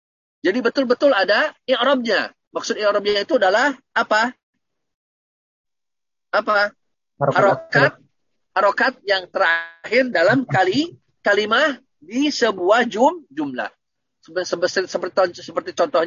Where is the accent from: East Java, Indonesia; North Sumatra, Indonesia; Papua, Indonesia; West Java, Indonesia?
West Java, Indonesia; first language Sundanese; Terutama bahasa daerah saya orang Sunda, makanya bahasa ibu ana adalah apa? Bahasa Sunda.